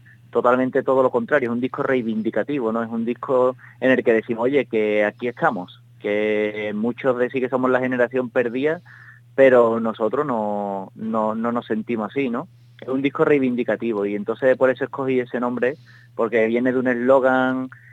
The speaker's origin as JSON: {"language": "Spanish", "town": "Utrera", "region": "Andalusia", "country": "Spain", "said": "La banda la fundé yo en 2007 en mi pueblo, en Utrera."}